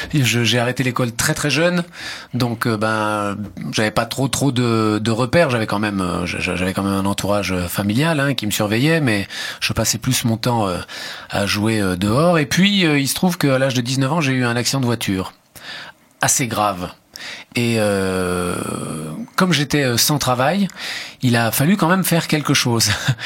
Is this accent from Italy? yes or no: yes; Italy; comme j'habitais, c'était à Menton, à la frontière italienne, et que donc je suis italien